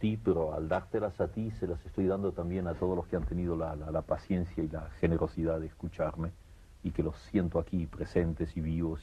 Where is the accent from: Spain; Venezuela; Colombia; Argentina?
Argentina; yo estaba traduciendo mi reacción como argentino frente a lo que sucedía en la política